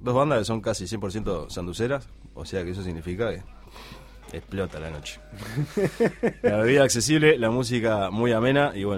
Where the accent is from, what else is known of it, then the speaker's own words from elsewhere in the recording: Paysandú, Uruguay; Nos creo conocemos todos de Paysandú. Y yo somos de Paysandú.